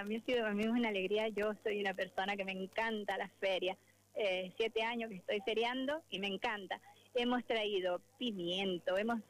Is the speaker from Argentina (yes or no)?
yes; La Consulta, Mendoza, Argentina; Nosotros venimos desde San Carlos, del distrito de La Consulta. Somos unos productores y otros son de otros distritos, pero todos somos del departamento de San Carlos.